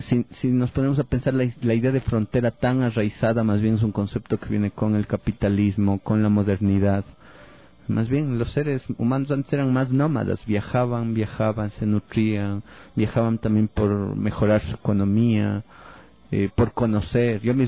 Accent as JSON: {"language": "Spanish", "country": "Ecuador", "said": "En realidad todos nos definimos como ecuatorianos, en realidad esta idea de ecuatorianidad es tan cerrada."}